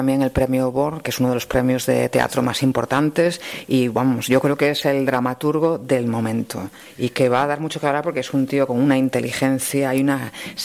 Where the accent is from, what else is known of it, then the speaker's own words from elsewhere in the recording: Galicia, Spain; me hayan llamado de Galicia, de mi tierra, para trabajar en una serie